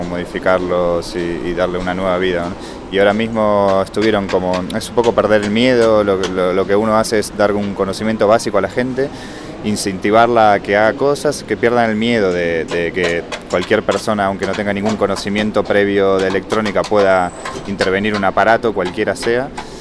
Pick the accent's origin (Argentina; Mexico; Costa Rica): Argentina; now in Barcelona, Spain; Soy argentino, vivo en Barcelona.